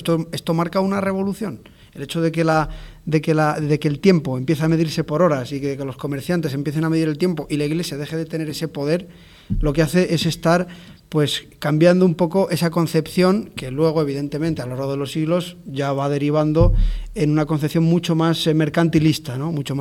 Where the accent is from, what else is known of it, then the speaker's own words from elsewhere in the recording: Castile, Spain; por ejemplo, de donde yo vengo, hay pueblos castellanos que la gente va a rezar, pues a rezar vísperas, va a rezar completas, va a rezar laudes, ¿no?